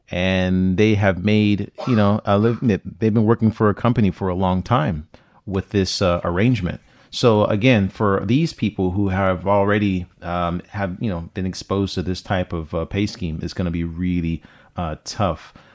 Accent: California, United States; And I remember, because I'm from California, and I have a buddy that lived in San Francisco

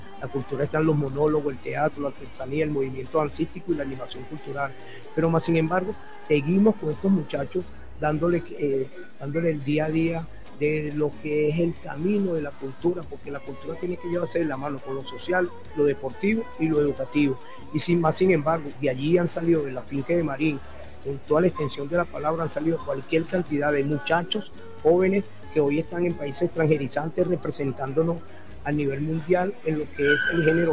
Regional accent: Caracas, Capital District, Venezuela; Pero decir que somos de San Agustín a nivel internacional

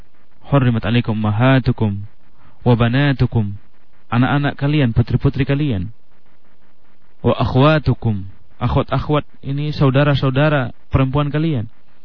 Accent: Sumatra, Indonesia; Itu kebetulan kita juga dari Sumatera tahu masalah itu.

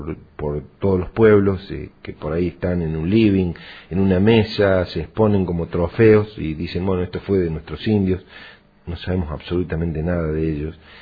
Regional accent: Traslasierra, Córdoba, Argentina; simplemente yo crecí y estudié en Tras la Sierra

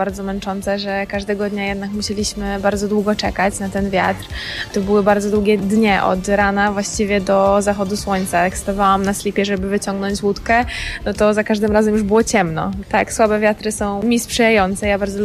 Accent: Iława, Warmian-Masurian Voivodeship, Poland; że jestem z Iławy i stamtąd pochodzę i tam się wychowałam. Jezioro w ogóle położone w centrum miasta.

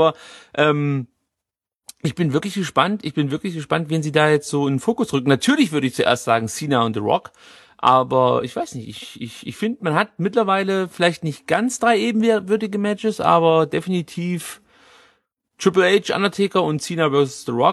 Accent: East Germany, Germany; Ja, ich bin nur gelernter Wessi sozusagen.

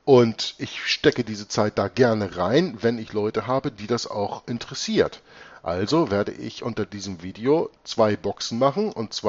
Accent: Hamburg, Germany; born there; Deutsch ist zwar meine Muttersprache. Ich bin geboren in Hamburg und bin geborener Deutscher.

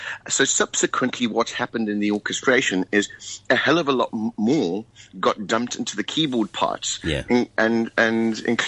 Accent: South Africa; And we would say we were from South Africa.

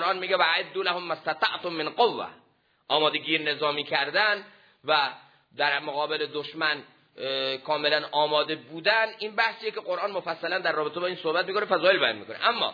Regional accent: Iran; ما ایرانیم، با چی پیروزیم؟

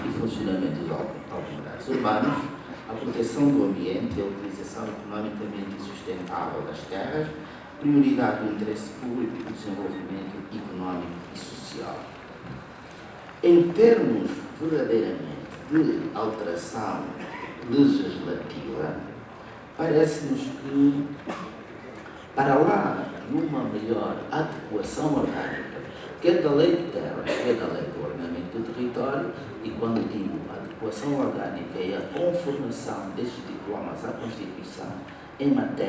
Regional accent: Luanda, Angola; born there; só para dar o exemplo de Luanda, não sei até, pelo menos até 2 meses, o município onde nasci e não tinha sequer um engenheiro

